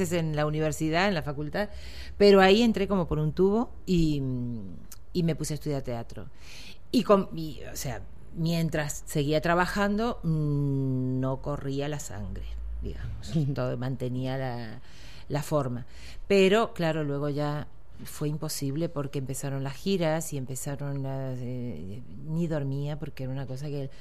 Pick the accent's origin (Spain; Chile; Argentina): Argentina; accent: Argentine; me piden que fuerce o que disimule mucho mi acento argentino.